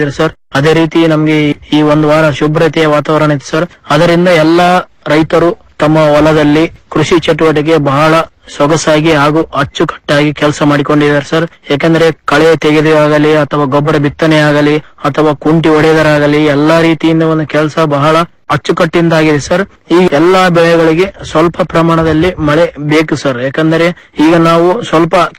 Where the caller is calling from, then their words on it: Mathamari, Karnataka, India; ತಾಲೂಕು ಮಠಮಾರಿ ಗ್ರಾಮದಿಂದ … ಮಾತಾಡ್ತಾ ಇರೋದು ಸರ್